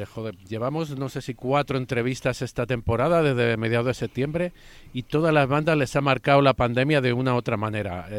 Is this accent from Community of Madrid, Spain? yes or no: yes; Madrid, Community of Madrid, Spain; Yo soy de San Blas